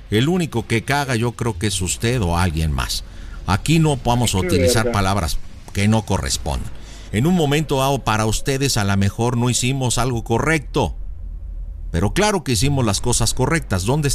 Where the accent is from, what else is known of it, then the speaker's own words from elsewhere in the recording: Jalisco, Mexico; moved away; Yo soy de Jalisco, hace muchos años vine por acá